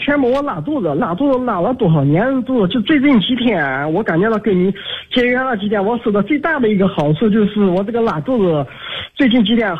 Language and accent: Chinese; Anhui, China; 今年48岁。